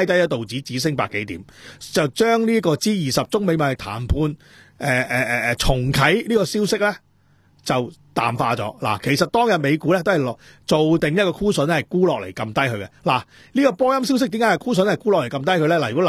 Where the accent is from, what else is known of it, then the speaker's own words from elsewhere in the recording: Hong Kong; 系因为你哋系一路喺度压制紧我哋香港人噶嘛